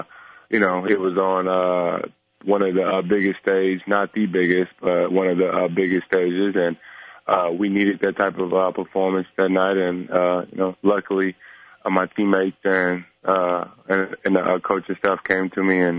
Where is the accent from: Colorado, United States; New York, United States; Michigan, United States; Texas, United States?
Texas, United States; Dallas; I like playing against Dallas because I'm from Dallas.